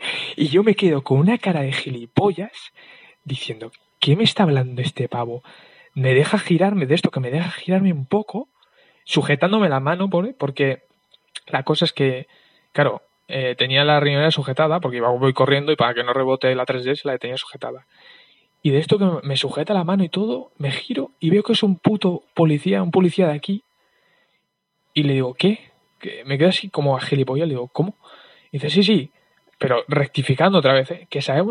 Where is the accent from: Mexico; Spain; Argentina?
Spain; Basque Country; Yo soy del País Vasco y, bueno, pues aquí la policía, digamos que es la policía de aquí